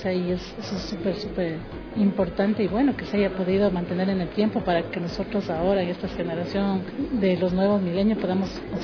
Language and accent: Spanish; Ecuador; tenemos como esencia de nosotros como ecuatorianos, de donde nace nuestra identidad, lo que somos nosotros como un pueblo ecuatoriano